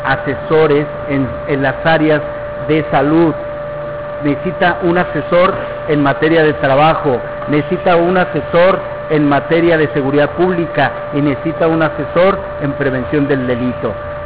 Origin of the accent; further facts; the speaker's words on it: Querétaro, Mexico; yo vengo de Querétaro.